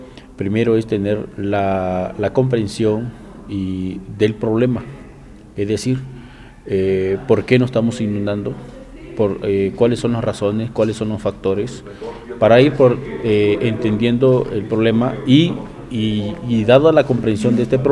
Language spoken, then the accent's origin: Spanish; Tabasco, Mexico; soy de Tabasco.